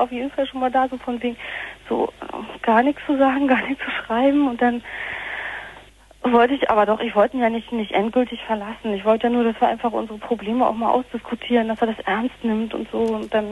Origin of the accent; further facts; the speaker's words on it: East Germany, Germany; Ich komme dann aus dem Osten und wusste überhaupt nicht, was man da macht.